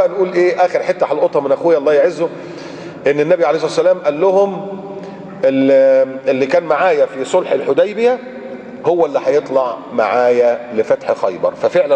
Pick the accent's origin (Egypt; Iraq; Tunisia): Egypt; وعندنا في مصر الصليبين واخدين اجازة ولا لا؟